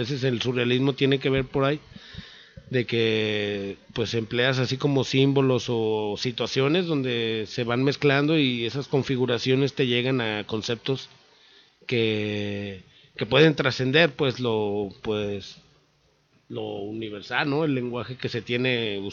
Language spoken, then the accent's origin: Spanish; Tlaquepaque, Jalisco, Mexico; nací en Guadalajara, pero me crié en Tlaquepaque, y casi todo me la he pasado por allá